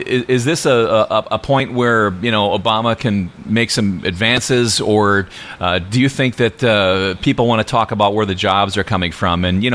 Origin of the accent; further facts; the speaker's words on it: Wisconsin, United States; I'm from Wisconsin, so I know ice fishing